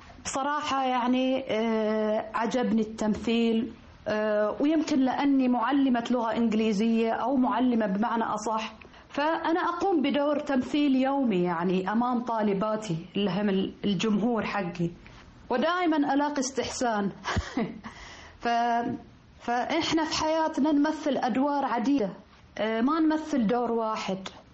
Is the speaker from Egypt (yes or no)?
no; Saudi Arabia; يعني بالذات لأن احنا سعوديين، فيتفاجأ أن أنا أجيد اللهجة المصرية مثل المصريين.